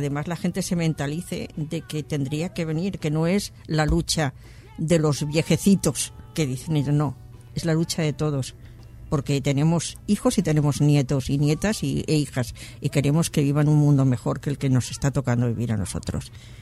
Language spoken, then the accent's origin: Spanish; Spain; somos, el español es muy individualista y se mira mucho el ombligo